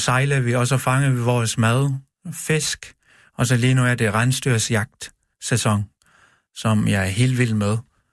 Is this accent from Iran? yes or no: no; Greenland; Det er at være hjemme i Grønland. Jeg var rigtig, rigtig glad, at jeg tog hjem tilbage.